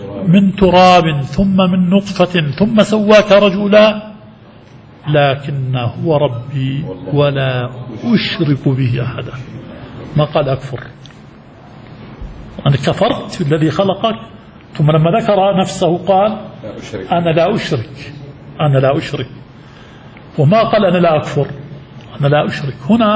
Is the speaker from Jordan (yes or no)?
yes; Jordan; في بلادنا الأردن المهروس، ولا سيما في الشمال، شمال الأردن